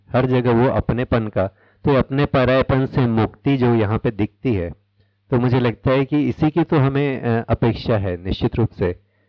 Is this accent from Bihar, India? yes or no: no; Raipur, Chhattisgarh, India; मैं रायपुर से आया हूँ।